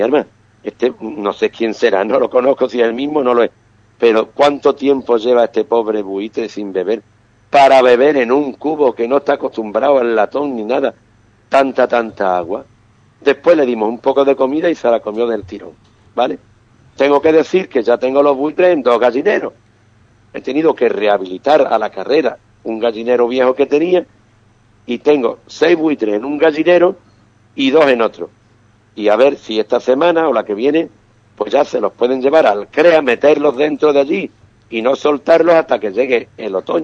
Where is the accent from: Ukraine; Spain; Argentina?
Spain; Ubrique, Andalusia; mi pueblo, el pueblo de Ubrique